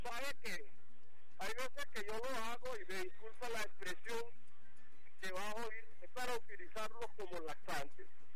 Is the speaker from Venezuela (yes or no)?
yes; Venezuela